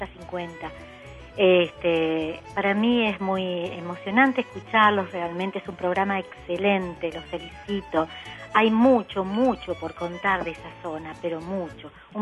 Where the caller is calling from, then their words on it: Campana, Buenos Aires Province, Argentina; also born or lived in Tartagal; de Campana. Bueno, quiero comentarles que Yo nací en esa zona de la que ustedes están hablando hoy, específicamente en Tartagal.